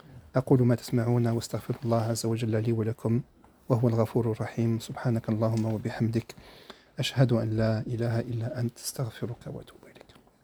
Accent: Algeria; كما احنا نقوله عندنا في الجزائر يتكبد

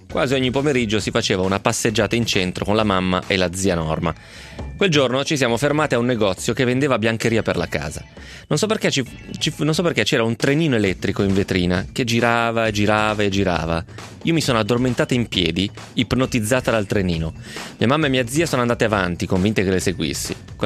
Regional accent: Agliana, Tuscany, Italy; Ad Agliana, il mio paese, scorre un fiume di nome Brana, dove 30 anni fa si pescavano i granocchi, come si dice in Toscana.

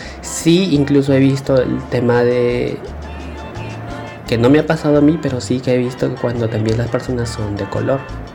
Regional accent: Peru; now in Spain; tengo 25 años. Soy un chico de Perú. Y bueno, estoy aquí en España

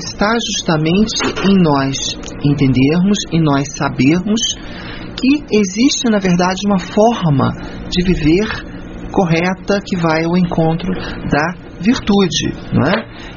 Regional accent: Brazil; Ainda mais nós que somos brasileiros

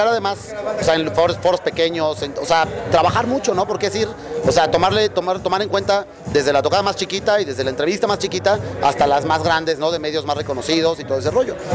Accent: Mexico; also born or lived in Colombia; Yo soy colombiano mexicano y me tocó estar muy, desde muy pequeño, convivir con la música tropical

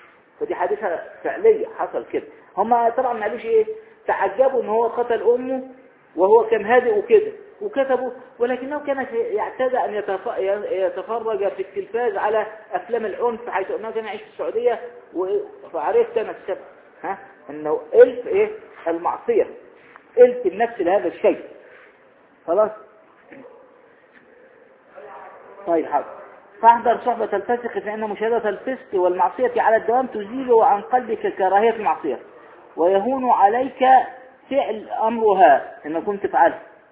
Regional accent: Egypt; ويقولون ايضا عندنا في مصر الصاحب ساحب

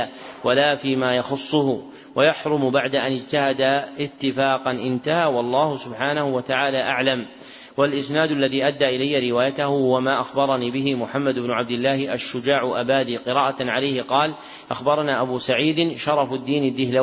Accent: Najd, Saudi Arabia; منهم من أهل بلدنا نجد

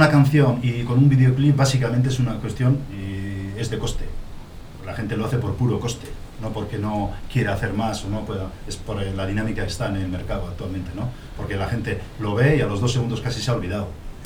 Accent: Zestoa, Basque Country, Spain; Y yo soy del centro de Guipúzcoa, del Valle de Urola, pues del pueblo ese que habéis visto, del caserío ahí derruido. Soy del barrio Irata de Cestona, que es el centro del Valle de Urola.

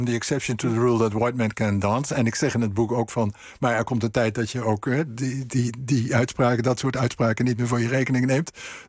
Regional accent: Netherlands; En wij, als Nederlanders, wij moeten dingen gaan leren.

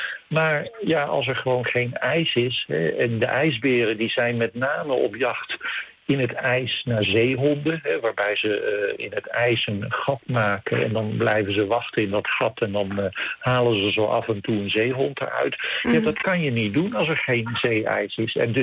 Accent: Netherlands; als Nederlander, ik voel me nog steeds in het paradijs met al die dieren om me heen.

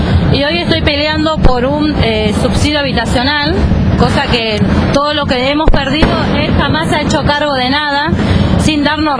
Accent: Argentina; la verdad que siendo argentina me da vergüenza

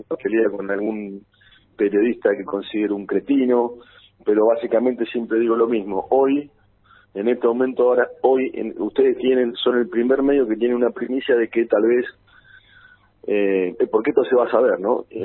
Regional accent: Algarrobo, Buenos Aires Province, Argentina; mi pueblo que se llama Algarrobo, que ahí, yo soy de ahí también, yo soy de todo ese partido que es un partido grande que se llama Villarino. Está partido en dos zonas, que es donde nací yo, que es Algarrobo y Médanos

